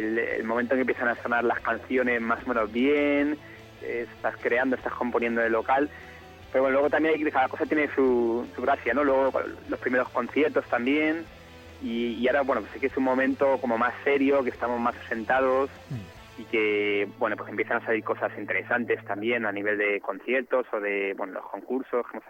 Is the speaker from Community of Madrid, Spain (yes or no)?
yes; Madrid, Community of Madrid, Spain; somos de Madrid menos la teclista, que es francesa, es mitad francesa, mitad madrileña.